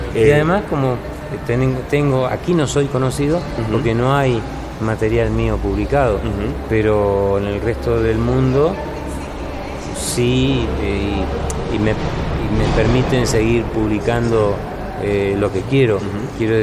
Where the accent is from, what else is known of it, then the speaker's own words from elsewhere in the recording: Argentina; moved away as an adult; now in Spain; cuando yo me fui de Argentina era época de la dictadura todavía.